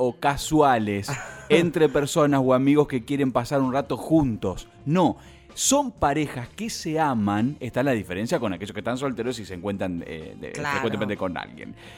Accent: La Plata, Buenos Aires Province, Argentina; Bueno, chicos, ya es la Argentina. Que yo soy platense.

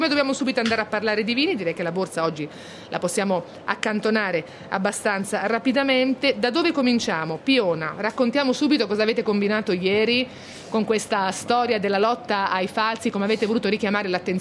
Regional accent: Marche, Italy; Sono marchigiana, conosco il Verdicchio, la Lacrima di, sì, Morro d'Alba e tanti altri vini

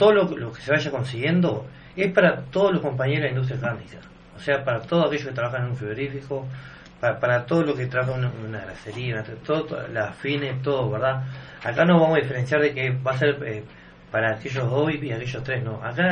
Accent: Florida, Uruguay; siendo que yo soy de Florida

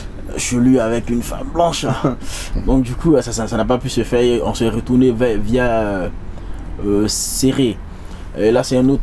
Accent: Abidjan, Côte d’Ivoire; Oui, moi je suis né, heureusement je suis né à Abidjan, ouais. Les parents sont allés en aventure à Abidjan, et moi je suis né, je suis grandi, je suis allé à l'école à Abidjan

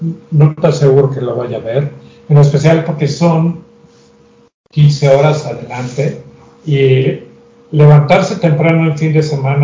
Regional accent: Mexico; yo creo que como mexicanos

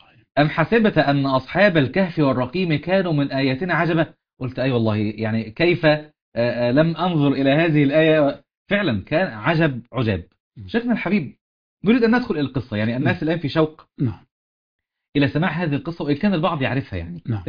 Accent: Upper Egypt, Egypt; عليك طار عندنا في الصعيد

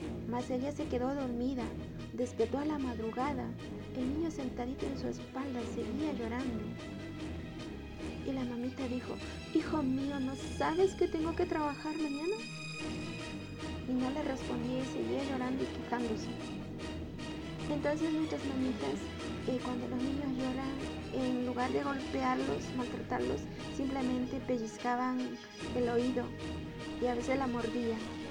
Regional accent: Ecuador; soy ecuatoriana, nacionalidad Shuar.

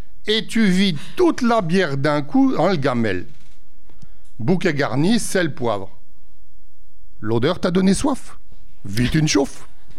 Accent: Mechelen, Flanders, Belgium; je viens de Malines.

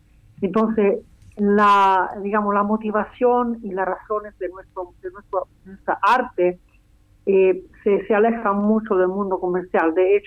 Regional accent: Rome, Lazio, Italy; Spanish is a second language; Yo, como italiana, he vivido la música de la nueva canción chilena en Italia

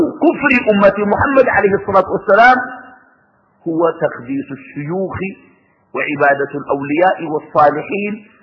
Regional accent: Sudan; وعندنا في السودان أسوأ من هذه الممارسة

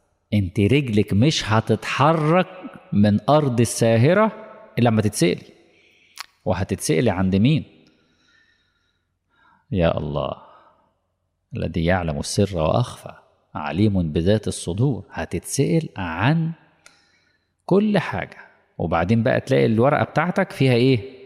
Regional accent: Egypt; طبعا مش اقصد مصر يعني كمصري

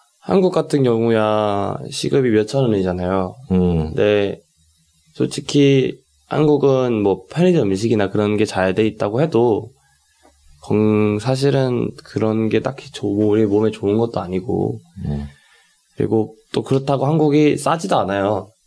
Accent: Philippines; now in New Zealand; 모든 걸 해줬기 때문에 저에게는 좋은 기억만 있었던 곳은 필리핀이고 뉴질랜드에는 정말 말 그대로 제가 이제 아직도 어리지만 그래도 처음으로 이제 혼자서 나와봤던 해외고 혼자서 지금 바둥바둥 살고 있는 곳이면서

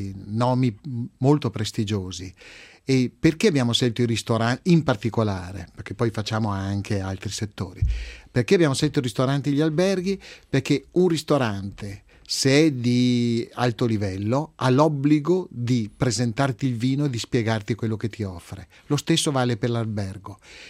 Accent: Veneto, Italy; Nei vini, essendo veneto, il mio vino di punta è l'Amarone

